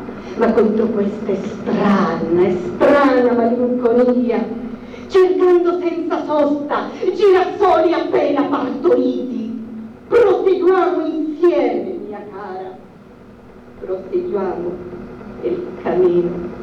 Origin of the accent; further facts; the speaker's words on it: Bolivia; Ti ringrazio a nome del mio paese, la Bolivia, perché io non sono altro che una cellula di quel grandissimo organismo che è il Sud America